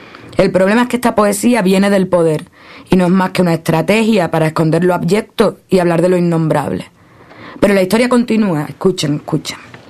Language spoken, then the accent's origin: Spanish; Cádiz, Andalusia, Spain; now in Cuba; Soy andaluza, de Cádiz. Vivo en Cuba, bueno, en realidad vivo en una escuela internacional en Cuba donde vive gente de todo el mundo.